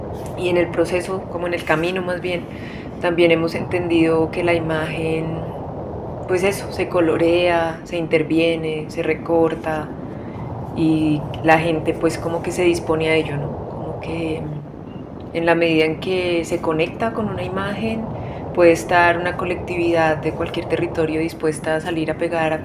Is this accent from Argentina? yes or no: no; Bogotá, Colombia; somos de aquí, de Bogotá